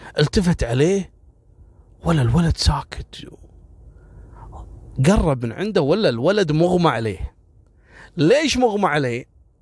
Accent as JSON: {"language": "Arabic", "country": "Kuwait", "said": "إحنا عندنا في الكويت"}